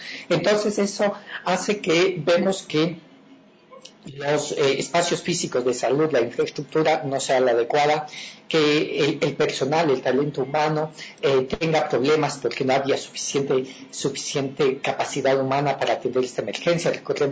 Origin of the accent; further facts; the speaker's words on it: Ecuador; como ciudadanía, como ecuatorianos, como ciudadanos universales